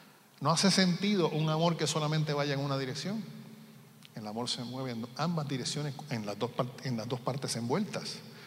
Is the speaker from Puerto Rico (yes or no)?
yes; Puerto Rico; now in Florida, United States; donde yo vivo, de donde yo soy, ahora vivo en Florida, pero estuve viviendo en Puerto Rico casi toda mi vida